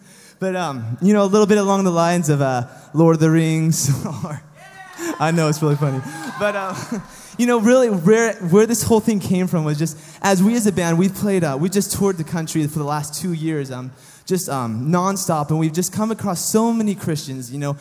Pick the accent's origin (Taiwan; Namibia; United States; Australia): United States; California; now in New Mexico, United States; you know, we're from California, so this is a little homecoming for us, but we've been living in the state of New Mexico for the last almost year now.